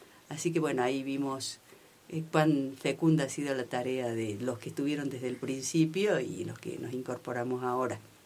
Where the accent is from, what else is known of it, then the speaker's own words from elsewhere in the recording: Barranca de los Loros, Río Negro, Argentina; de Barranca de los Loros.